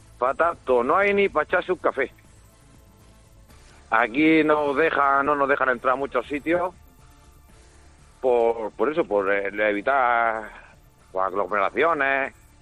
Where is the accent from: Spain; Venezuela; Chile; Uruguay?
Spain; Almería, Andalusia; Estoy en Giuliano, aquí en Nápoles. Soy de Almería.